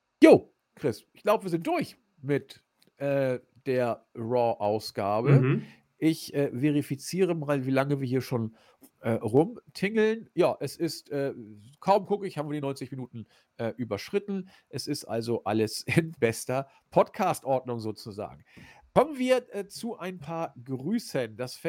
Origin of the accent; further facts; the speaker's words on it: Hamburg, Germany; Ich als Hamburger